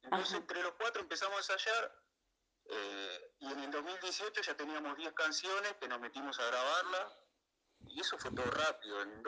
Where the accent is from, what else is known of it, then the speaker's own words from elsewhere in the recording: Virrey del Pino, Buenos Aires Province, Argentina; Nosotros somos de acá, del Virrey del Pino.